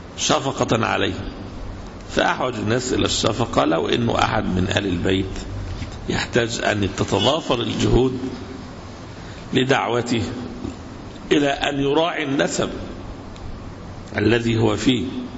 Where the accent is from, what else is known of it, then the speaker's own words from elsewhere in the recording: Egypt; يعني هنا عندنا في مصر قبائل كثيرة جدا